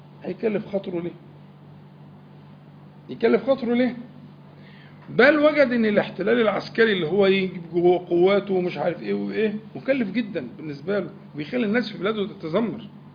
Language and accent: Arabic; Al-Nakhas, Sharqia Governorate, Egypt; احنا أنا من الشرقية، عندنا بلد اسمها النخاس قريبة من العاصمة، يعني النخاس.